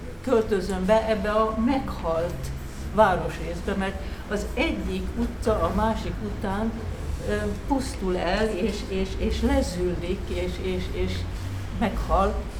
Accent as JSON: {"language": "Hungarian", "region": "Budapest", "country": "Hungary", "said": "Ezt én próbálom, mert én budai vagyok."}